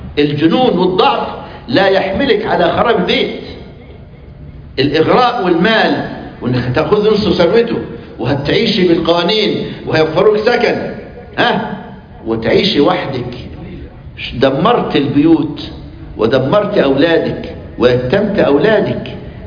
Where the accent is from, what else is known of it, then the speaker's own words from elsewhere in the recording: Egypt; مثل عندنا في مصر من ساب داره قل مقداره.